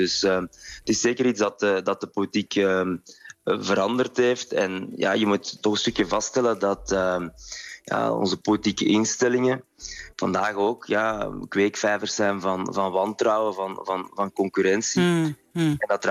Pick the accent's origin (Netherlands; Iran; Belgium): Belgium; Flanders; Voor mij als jonge Vlaamse politicus was dat een ontdekking.